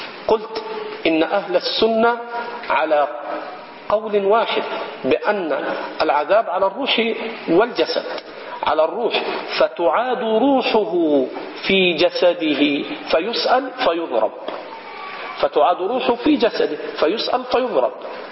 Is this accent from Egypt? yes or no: yes; Egypt; وهذا خطأ شائع عندنا في مصر، فإنه لا تكاد تسمع في بلادنا في مصر